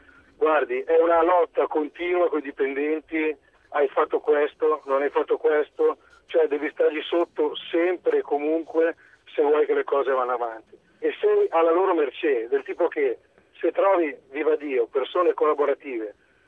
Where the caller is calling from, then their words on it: Lombardy, Italy; voto agghiacciante anche da Lombardo.